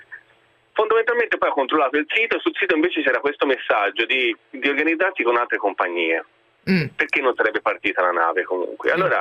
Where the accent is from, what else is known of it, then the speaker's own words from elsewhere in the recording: Tuscany, Italy; E di lì noi siamo toscani